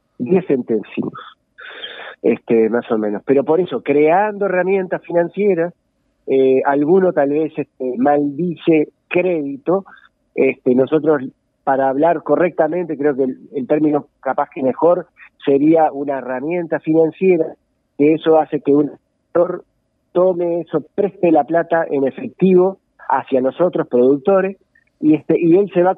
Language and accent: Spanish; Uruguay; tenemos como productores uruguayos tener el gran orgullo